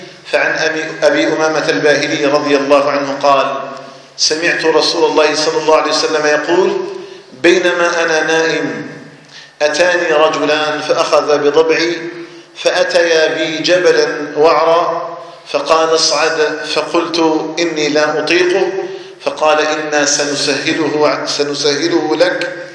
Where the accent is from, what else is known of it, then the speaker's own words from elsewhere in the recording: Algeria; أن يجعل الجزائر بلدنا آمنا مطمئنا